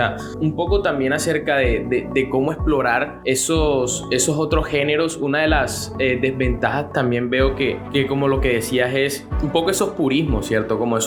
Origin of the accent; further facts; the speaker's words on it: Colombia; Yo puedo estar aquí en Valledupar o puedo estar en Barranquilla, y sé que el man está también en mi país, o sea, es un coterráneo.